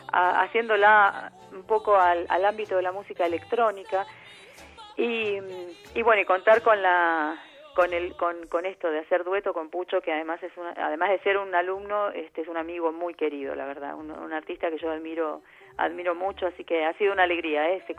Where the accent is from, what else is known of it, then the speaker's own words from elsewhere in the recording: Buenos Aires, Argentina; Yo soy porteña, soy de Buenos Aires, nací casi al lado del obelisco, pero mi abuela es aborigen, ha sido aborigen de la provincia de Catamarca